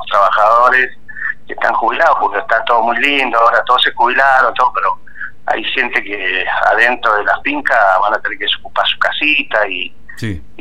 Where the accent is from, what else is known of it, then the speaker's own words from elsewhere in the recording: Agrelo, Mendoza, Argentina; yo nací casi, me criaba en Agrelo y Pedir y Huasteche, en esa zona.